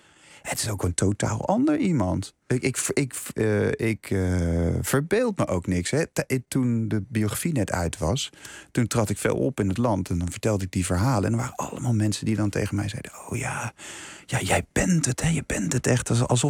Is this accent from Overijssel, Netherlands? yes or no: no; Leiden, South Holland, Netherlands; Dus ik kom uit Leiden. Ik ben een Leids jongetje.